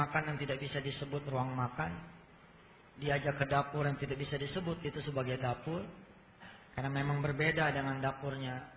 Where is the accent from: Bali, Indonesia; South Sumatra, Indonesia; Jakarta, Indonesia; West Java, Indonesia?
Jakarta, Indonesia; Sehingga kita-kita orang Jakarta mengenal orang Ambon seperti orang yang kasar.